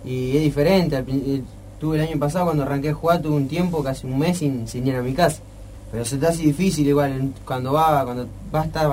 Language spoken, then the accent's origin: Spanish; Saladillo, Buenos Aires Province, Argentina; now in Buenos Aires, Argentina; soy de Saladillo, provincia de Buenos Aires. Estoy viviendo acá en Buenos Aires porque estoy jugando al fútbol. Cuando era más chico estaba jugando allá en Argentino de Saladillo, jugué hasta los 14 años.